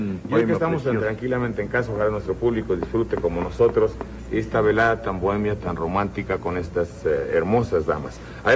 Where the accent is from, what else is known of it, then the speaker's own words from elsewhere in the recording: Xalapa, Veracruz, Mexico; ¿Cómo me acuerdo de mi tierra Jalapa con estas canciones tan hermosas